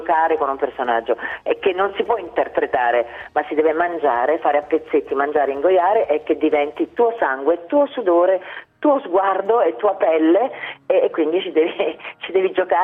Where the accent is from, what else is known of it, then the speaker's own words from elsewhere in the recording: Naples, Campania, Italy; In più io sono napoletana, quindi so che vivo ogni giorno leggendo la cronaca nera dei miei giornali, dei quotidiani della mia città